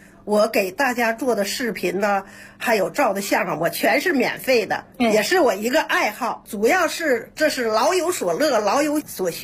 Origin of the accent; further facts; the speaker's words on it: Northeast China, China; accent: Northeastern; 因为我是东北人，说话的那个声音口音很重